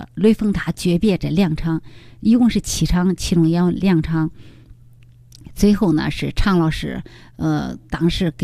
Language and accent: Chinese; Henan, China; 展现我们河南人的形象，河南人的风采。